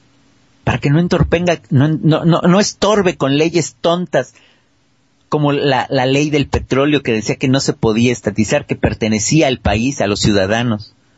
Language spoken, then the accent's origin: Spanish; Mexico; now in Argentina; Yo que soy un hijo de la crisis y que vengo de México, de un país en crisis, llegué a otro en crisis